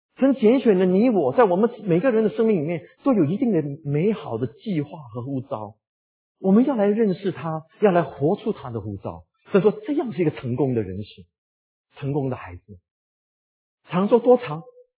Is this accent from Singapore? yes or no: yes; Singapore; 我们新加坡人说澳洲啊，